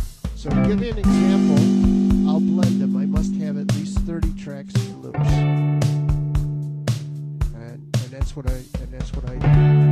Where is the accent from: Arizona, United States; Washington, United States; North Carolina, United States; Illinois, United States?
Arizona, United States; Phoenix; And I speak English. I'm American. I come from the USA, Phoenix, Arizona.